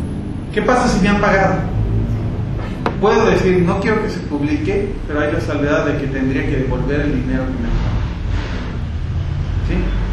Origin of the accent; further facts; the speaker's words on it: Bolivia; yo soy autor boliviano, estoy en el círculo de autores bolivianos